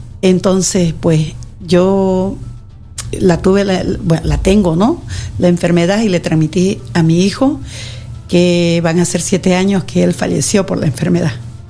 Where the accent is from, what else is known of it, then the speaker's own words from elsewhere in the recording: Terevinto, Santa Cruz, Bolivia; Soy de Santa Cruz, pero de un pueblo que se llama Terevinto, donde...